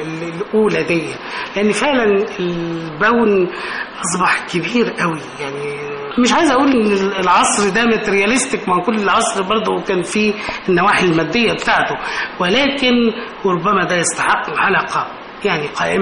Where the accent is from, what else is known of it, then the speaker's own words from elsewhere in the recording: Cairo, Cairo Governorate, Egypt; انا من القاهره، اللاندسكيب الازدحام والناحيه المدنيه